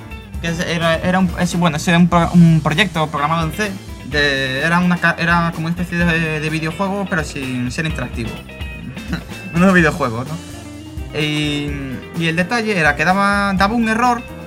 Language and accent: Spanish; Galicia, Spain; Ya esto ya deja clarísimo que somos gallegos, ya no por el acento.